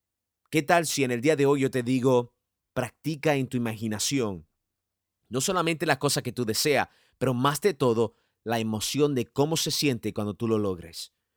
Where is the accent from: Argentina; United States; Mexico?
United States; New York; Yo nací y fui criado en Nueva York y es mi ciudad